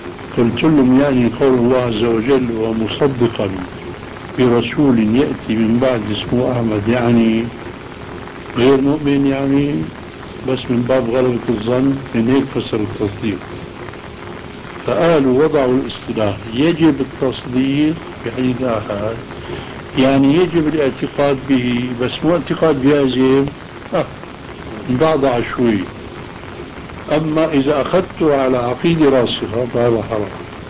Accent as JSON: {"language": "Arabic", "town": "Aleppo", "region": "Aleppo Governorate", "country": "Syria", "said": "وأنا من حلب"}